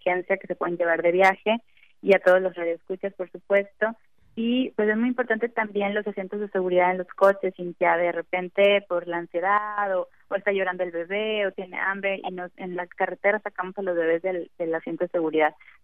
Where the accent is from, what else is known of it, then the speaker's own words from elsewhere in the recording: Coahuila, Mexico; yo soy de Coahuila, entonces allá acostumbrábamos mucho los famosos cohetes, o juegos pirotécnicos